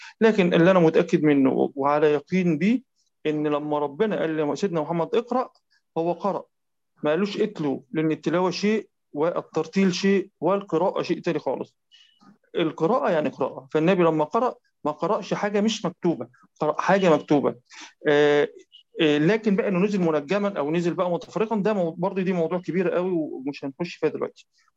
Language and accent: Arabic; Egypt; حتى عندنا في مصر في الساعه 9 بتوقيت القاهره